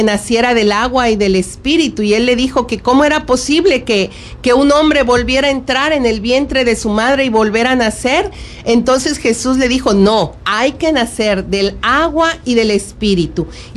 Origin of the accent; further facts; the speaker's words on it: Mexico; a ser parte de nosotros los mexicanos